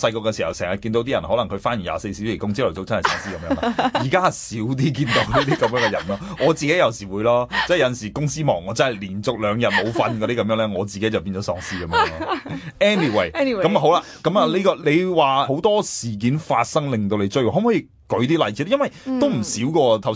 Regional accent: China; 我哋中国人叫僵尸嘛

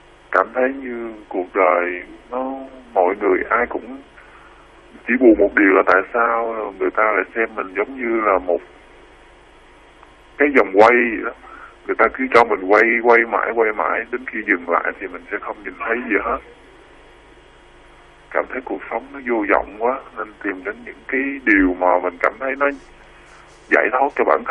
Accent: Sóc Trăng, Vietnam; now in Tây Ninh, Vietnam; Quê em ở tận Sóc Trăng.

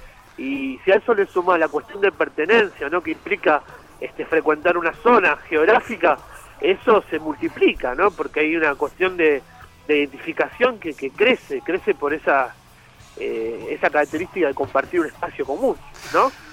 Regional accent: Hurlingham, Buenos Aires Province, Argentina; Yo soy de Hurlingham, sí.

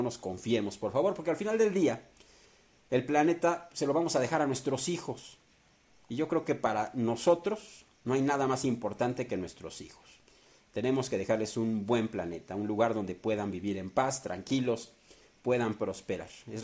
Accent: Mexico; Esto nos va a fortalecer como pueblo, como mexicanos, nos va a hacer más fuertes.

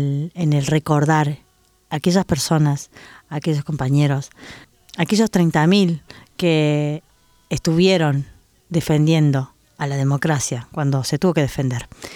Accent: Argentina; la memoria dolida que teníamos como argentinas y argentinos

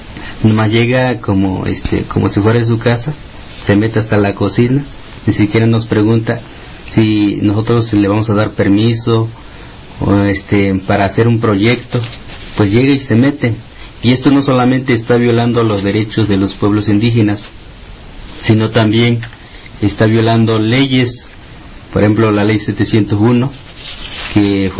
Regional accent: Chilapa, Guerrero, Mexico; nosotros con el compañero Margarito venimos del municipio de Chilapa.

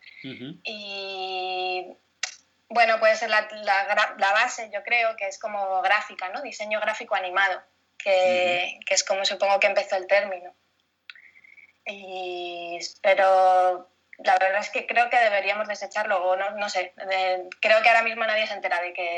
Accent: Madrid, Community of Madrid, Spain; also born or lived in France; desde pequeña estaba en Madrid. Yo nací en Francia, pero yo estaba en Madrid desde los, no sé, 8 años, una cosa así. No, un poco antes, yo creo, incluso. Sí, de Madrid.

